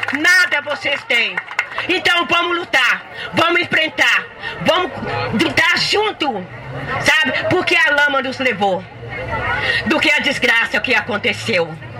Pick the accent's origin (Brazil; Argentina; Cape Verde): Brazil; Paracatu de Baixo, Minas Gerais; sou uma pessoa deficiente, não tenho condições de viver numa cidade.